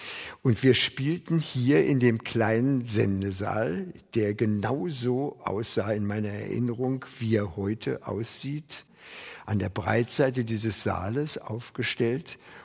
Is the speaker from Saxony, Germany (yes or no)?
no; Lankwitz, Berlin, Germany; born there; 1924 in Lankwitz geboren